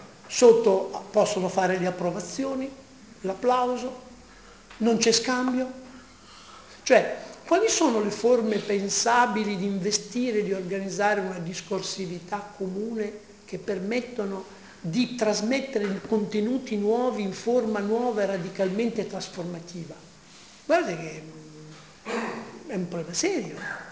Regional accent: Emilia-Romagna, Italy; also born or lived in Palermo; siccome sono un palermitano di adozione, anche se sono romagnolo

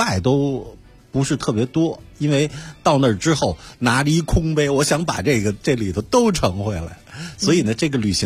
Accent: Beijing, China; 我是北京人嘛

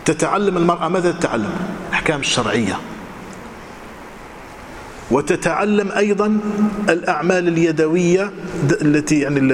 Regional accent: Morocco; كانت هي المعتمدة عندنا في المغرب

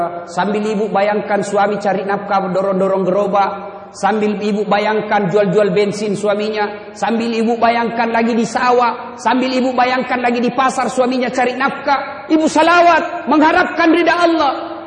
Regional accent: Pinrang, South Sulawesi, Indonesia; Naik mobil dari kampung saya di Pindrang, kurang lebih 200 km. Naik mobil sampai ke Makassar, 8 jam berdiri.

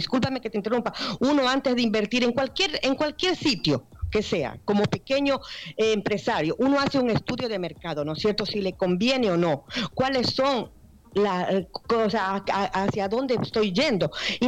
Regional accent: Ecuador; y yo como ecuatoriano te digo

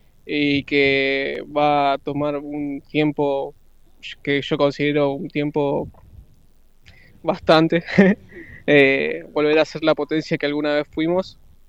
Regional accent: Argentina; now in Punta del Este, Uruguay; yo soy argentino, llegué acá a Punta del Este hace relativamente 2 años.

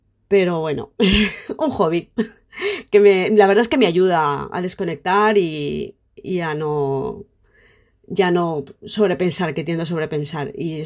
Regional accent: Aldaia, Valencian Community, Spain; born there; soy valenciana, nací en Aldaya, ahora vivo en Paiporta, 48 años, arquitecta, soy madre, tengo dos hijos

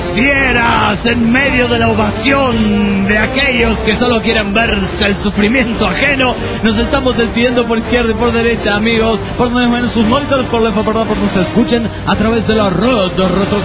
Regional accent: United States; moved away as an adult; Yo creo que esta gente piensa que somos de dinero cuando le decimos que somos de los Estados Unidos de Norteamérica.

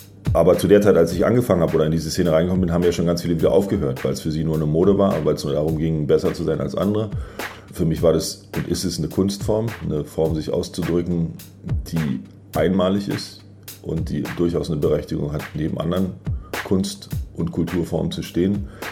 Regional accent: Germany; born there; Ich bin in der DDR geboren

